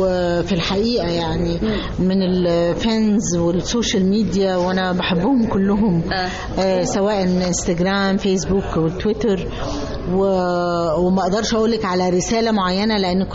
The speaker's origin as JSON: {"language": "Arabic", "town": "Alexandria", "region": "Alexandria Governorate", "country": "Egypt", "lives_now": "Cairo, Egypt", "said": "لأن أنا في القاهرة وإحنا كلنا اسكندرانية"}